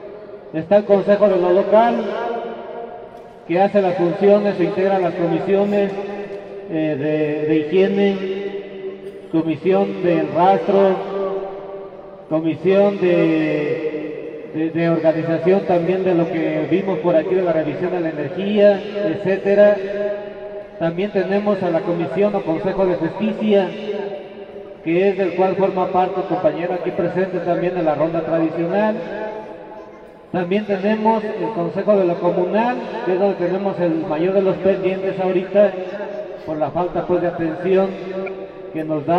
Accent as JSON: {"language": "Spanish", "region": "Michoacán", "country": "Mexico", "said": "Decíamos que aparte de charadenses somos también michoacanos, somos mexicanos"}